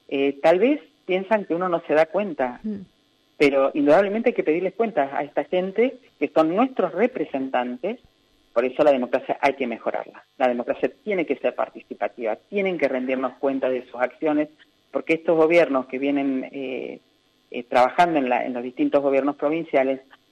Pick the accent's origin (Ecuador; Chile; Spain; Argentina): Argentina; Neuquén; now in Río Negro, Argentina; Yo soy neuquina, vivo en Río Negro, ahora es mi lugar de residencia hace 30 años, pero yo soy neuquina.